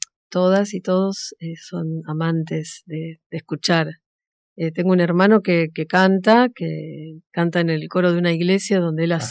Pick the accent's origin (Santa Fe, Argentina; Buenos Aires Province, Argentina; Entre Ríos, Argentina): Buenos Aires Province, Argentina; Pontevedra; Yo soy de Pontevedra